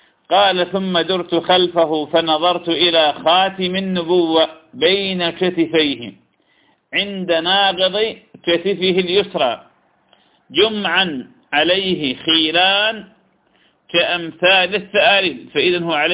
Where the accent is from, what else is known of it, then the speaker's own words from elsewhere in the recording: Iraq; طير الحجل طير جميل كنا نصطاده في بلادنا العراق